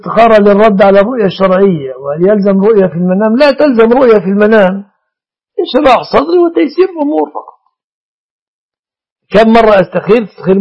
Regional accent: Egypt; إن هذا السائد في بلادنا مصر

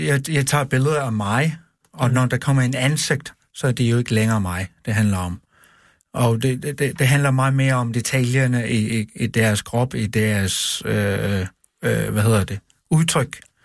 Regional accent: Greenland; Det er at være hjemme i Grønland. Jeg var rigtig, rigtig glad, at jeg tog hjem tilbage.

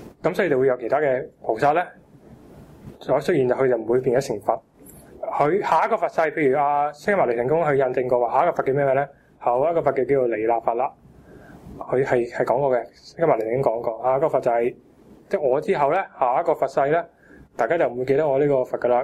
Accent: China; 我觉得我作为中国人，我好骄傲。

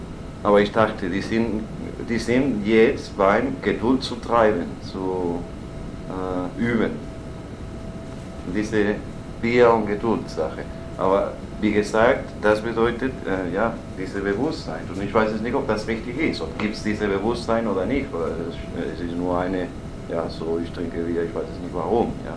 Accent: Spain; German is a second language; ich sagte, ich bin Spanier, und plötzlich den ganzen Kleinen bekannte, dass ich Spanier war.

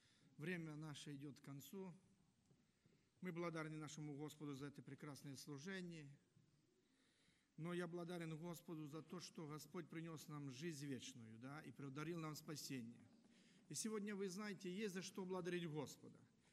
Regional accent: Western Ukraine, Ukraine; Я приехал из Западной Украины, там тоже, знаете, они по-своему празднуют.

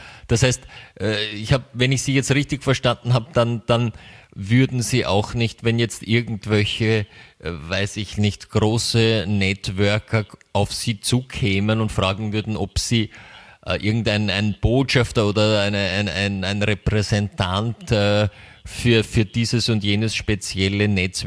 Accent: United States; das kann sogar ich als Amerikaner

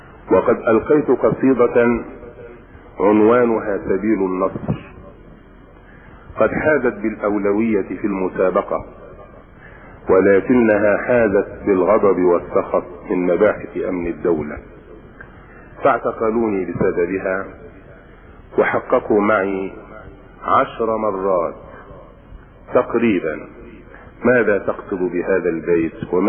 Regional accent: Minya Governorate, Egypt; also born or lived in Dronka, Asyut; ومحل ميلادي درونكة إحدى قرى أسيوط. وقد عشت طفولتي في الصعيد، وبخاصة في محافظة المنيا.

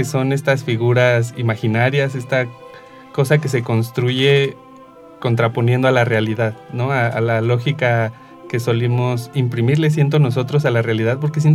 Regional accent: Mexico; como mexicano lo primero que uno piensa es esto está inseguro.

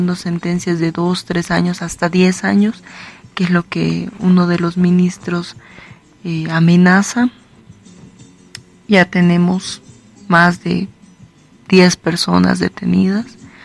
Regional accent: La Paz, Bolivia; de La Paz, de Bolivia, del feminismo, soy parte de la organización Feminismo Comunitario Antipatriarcal.

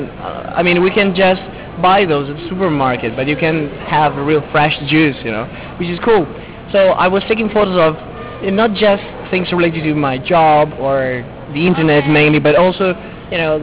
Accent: Venice, Veneto, Italy; English is a second language; I come from Venice originally in Italy, Venezia.

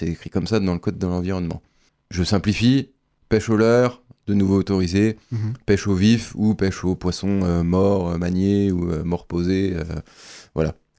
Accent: Grand Est, France; chez nous en Meurthe-et-Moselle.

